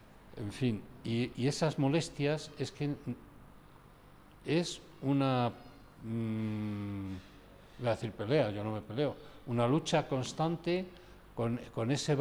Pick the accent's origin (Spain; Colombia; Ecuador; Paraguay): Spain; Salamanca, Castile and León; Y yo, que soy salmantino, con 12 años, 10 años, o sea, estoy hablando de hace más de 60 años